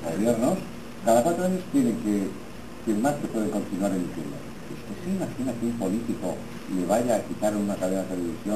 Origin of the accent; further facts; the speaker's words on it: Estella, Navarre, Spain; Pues yo no soy taurina, pero soy de Estella, hombre, algún encierro hemos corrido.